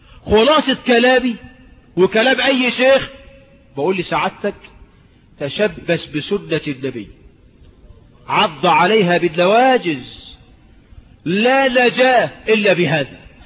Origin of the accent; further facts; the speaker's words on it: Egypt; مش عندنا، انا مش من المليا، عندنا في مصر يعني، ما هو المليا دي مصر.